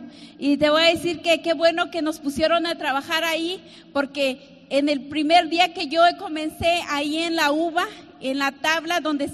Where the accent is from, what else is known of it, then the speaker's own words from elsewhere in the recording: Mexico; born there; yo nací en México en una familia de nueve hermanos, imagínate, muy numerosa.